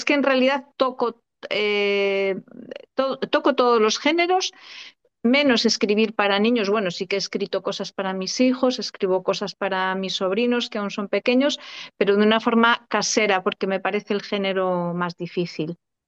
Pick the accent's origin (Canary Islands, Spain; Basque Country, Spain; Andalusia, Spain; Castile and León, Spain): Castile and León, Spain; born there; Hay algunas reservas cerca, en la provincia de Zamora, por ahí.